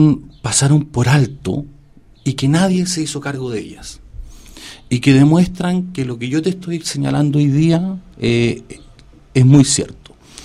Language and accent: Spanish; Chile; Nosotros hoy como chilenos creemos en la oportunidad de las personas.